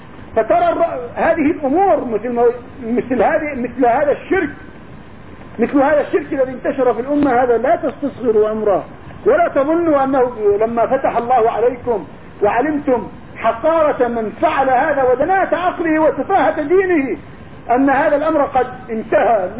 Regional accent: Jordan; انا تركت اهل الكهف عندنا في الاردن

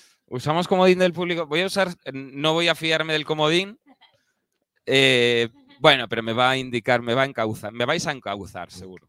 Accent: Galicia, Spain; No, soy gallego. Cuando llueve es una putada y llueve todo el rato, no.

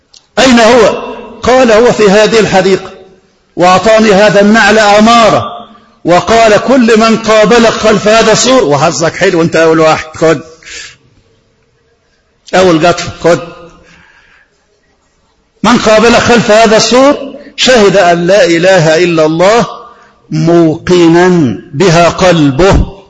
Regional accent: Egypt; احنا طبعا مصريين

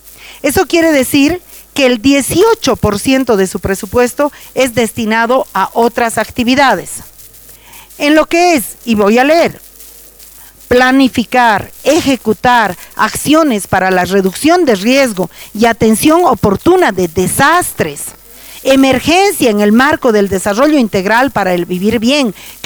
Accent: Bolivia; yo no soy diputada, nada, pero yo soy boliviana

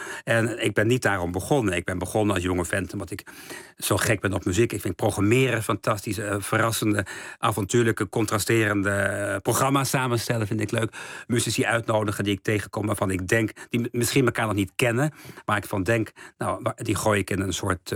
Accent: het Stift, Overijssel, Netherlands; Gewoon als het Stift, dat prachtige dorpje in Twente waar ik ben opgegroeid.

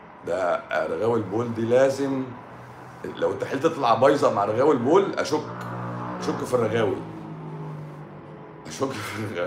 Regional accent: Tanta, Gharbia, Egypt; بلدي طنطا انا احب اعيش اول

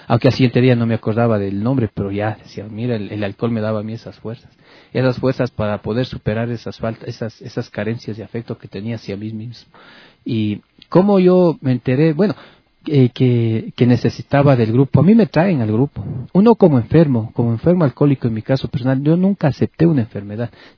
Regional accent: Ecuador; Yo no soy de aquí de Quito, soy de provincia, y vine acá a estudiar aquí en Quito

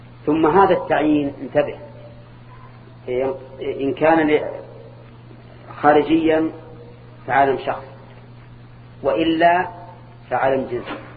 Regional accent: Al-Qassim, Saudi Arabia; أولاد علي أظن كنا عندنا في القصيم

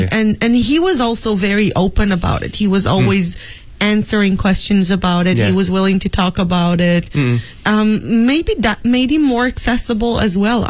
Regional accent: Israel; English is a second language; now in China; people used to ask me where I'm from, foreigner, where are you from? I would say Israel

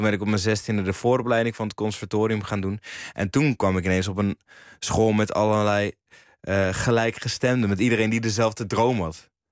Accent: Huizen, North Holland, Netherlands; also born or lived in Blaricum; Maar dat denken mensen wel altijd als ik zeg dat ik uit Blaricum kom. Dus ik zeg ook altijd dat ik uit Huizen kom. Ik ben wel in Huizen geboren.

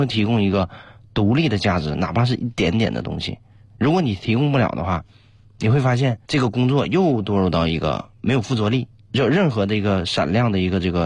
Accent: Liaoning, China; 梦到我回到了我小时候少年宫，我有小时候是在这个铁西区的那个少年宫学画画嘛，就从鲁美那个回来之后差不多就是初中开始

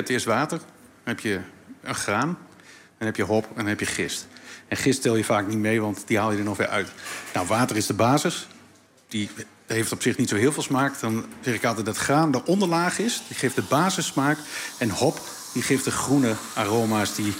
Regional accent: Overijssel, Netherlands; Ik ben een Twentenaar, hè? Ik ben een Tukker.

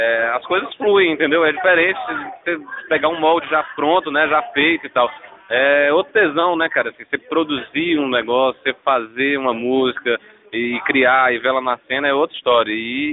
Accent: Fortaleza, Ceará, Brazil; now in Lagoa Santa, Brazil; Sou de Fortaleza, tô morando em Lagoa Santa faz uns 5, 6 anos.

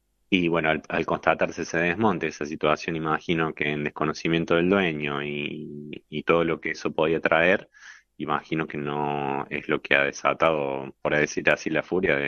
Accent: Río Cuarto, Córdoba, Argentina; Yo soy de Río Cuarto, de acá de la provincia, así que tener la oportunidad de volver a Córdoba

